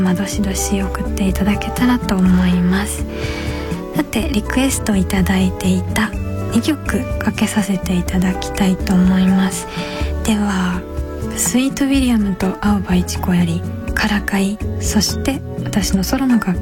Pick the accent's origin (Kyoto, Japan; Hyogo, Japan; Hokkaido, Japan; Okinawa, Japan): Kyoto, Japan; accent: Kyoto dialect; 私は京都出身なんですけど、父が京都人、母が東京の人ということで、父がずっと出張でお家にいなかったので母親の言葉で基本育っていって、あんま上手じゃないんですよ